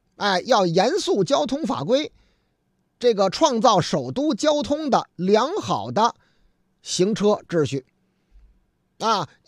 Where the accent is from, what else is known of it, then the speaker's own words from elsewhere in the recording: Beijing, China; 咱们北京人局气，哎呦，懂礼貌啊